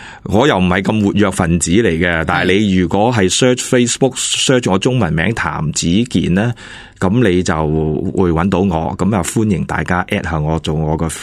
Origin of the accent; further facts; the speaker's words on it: Hong Kong; 我哋香港人有少着数嘛，因为我哋多数人由细饮啤酒饮到大啦，